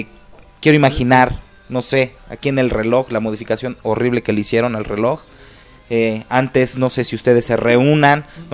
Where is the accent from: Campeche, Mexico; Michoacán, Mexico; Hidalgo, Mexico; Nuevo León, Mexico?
Hidalgo, Mexico; also born or lived in Puebla; Hay muy pocos hidalguenses. Yo soy hidalguense. He viajado, he vivido varios años en el estado de Puebla